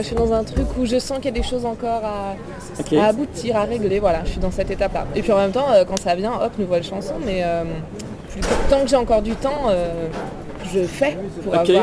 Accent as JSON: {"language": "French", "town": "Paris", "region": "Île-de-France", "country": "France", "tie": "born there", "said": "Non, je suis née à Paris."}